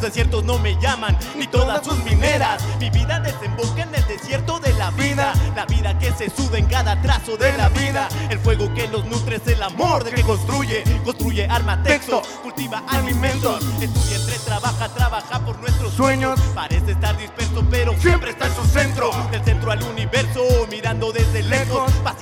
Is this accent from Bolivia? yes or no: no; Mexico City, Mexico; Nosotros somos de Casas Alemana, allá del norte.